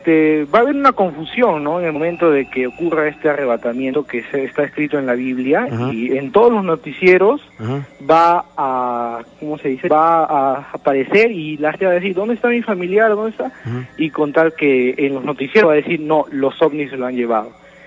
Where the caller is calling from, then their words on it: Villa El Salvador, Lima, Peru; De Villa El Salvador.